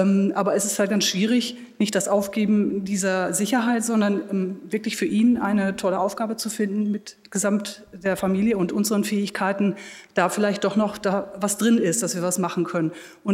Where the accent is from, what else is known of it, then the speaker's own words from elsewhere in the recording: Jena, Thuringia, Germany; ich komme aus Jena